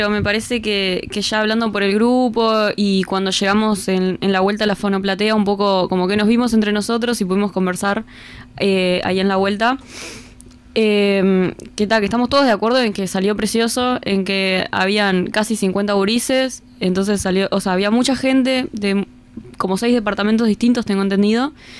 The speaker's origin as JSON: {"language": "Spanish", "region": "Montevideo", "country": "Uruguay", "said": "La mayoría somos de Montevideo, entonces siempre es bueno intercambiar con gente del interior"}